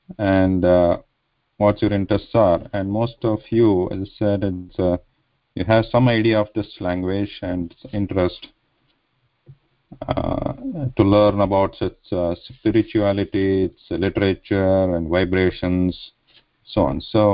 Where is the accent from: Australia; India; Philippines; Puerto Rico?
India; first language Kannada; English is a second language; now in United States; So I'm originally from India, currently live in the United States. So my mother tongue is Kannada, and but for all practical purposes, we speak here English and also Sanskrit to some extent.